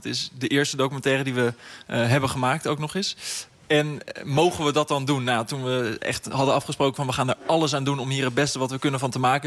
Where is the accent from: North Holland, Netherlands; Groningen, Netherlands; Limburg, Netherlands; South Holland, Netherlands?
South Holland, Netherlands; The Hague; Want die verhalen, wij komen uit Den Haag, die zijn natuurlijk heftig om te lezen